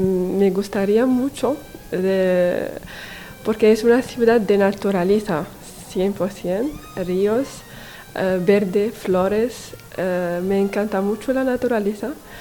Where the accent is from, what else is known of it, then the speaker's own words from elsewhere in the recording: Morocco; Spanish is a second language; now in Irun, Spain; Estoy una mujer musulmana, árabe, marroquí, lleva pañuelo, estaba alumno de ciencia física en mi país